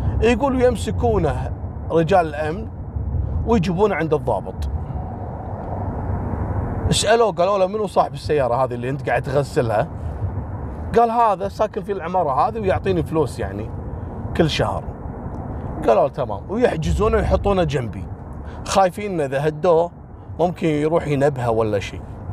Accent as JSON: {"language": "Arabic", "country": "Kuwait", "said": "كانت قصته مشهورة جدا عندنا في الكويت على جواز سفر كان مفقود"}